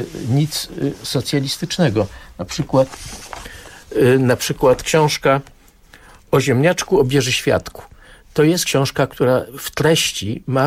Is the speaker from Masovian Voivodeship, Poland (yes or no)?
yes; Warsaw, Masovian Voivodeship, Poland; ja się urodziłem na początku tego pierwszego okresu w Warszawie w 1946 roku i te ruiny, które tutaj były, to było moje pole zabaw